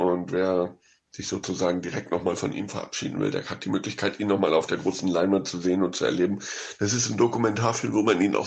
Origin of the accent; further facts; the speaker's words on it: Hamburg, Germany; now in Barcelona, Spain; Ein Filmemacher aus meiner Heimatstadt Hamburg